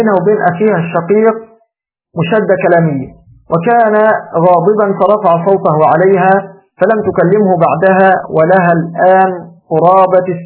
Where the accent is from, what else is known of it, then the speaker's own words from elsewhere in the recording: Egypt; كما تقول العامة عندنا في مصر